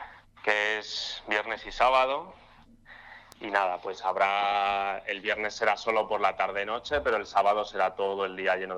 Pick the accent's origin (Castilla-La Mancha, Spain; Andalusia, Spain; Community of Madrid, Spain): Community of Madrid, Spain; Madrid; yo no soy de Tetuán, yo soy de La Coma, y la verdad es que he ido al festi desde, yo qué sé, desde que era adolescente